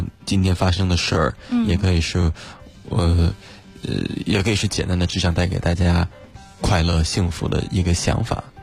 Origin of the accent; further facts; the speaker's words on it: Beijing, China; born there; 我99年，出生于北京，然后从小大概4岁起开始学习钢琴。